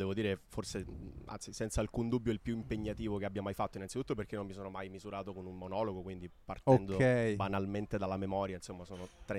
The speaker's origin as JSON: {"language": "Italian", "town": "Messina", "region": "Sicily", "country": "Italy", "tie": "born or raised there", "said": "nonostante siamo entrambi di Messina, nati e cresciuti qua"}